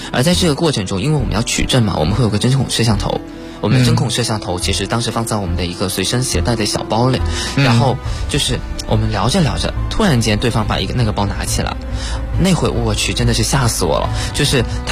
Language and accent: Chinese; China; 那么作为中国人，其实我会觉得我有一定的责任也要去做一些事情